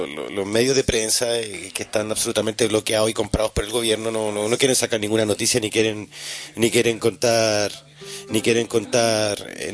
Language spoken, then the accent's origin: Spanish; Chile; como chilenos viviendo en el extranjero